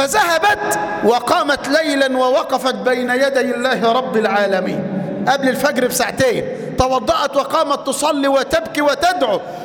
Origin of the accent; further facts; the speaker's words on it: Mansoura, Dakahlia, Egypt; قصة لامرأة عندنا في المنصورة